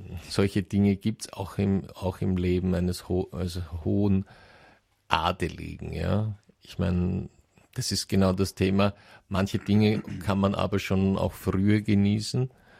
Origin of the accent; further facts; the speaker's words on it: Wales, United Kingdom; German is a second language; Wir sind beide aus Wales und das ist nicht groß, das stimmt.